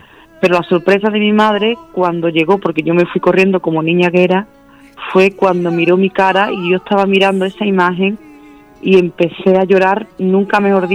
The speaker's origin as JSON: {"language": "Spanish", "town": "Seville", "region": "Andalusia", "country": "Spain", "tie": "born there", "said": "porque yo nací en Triana."}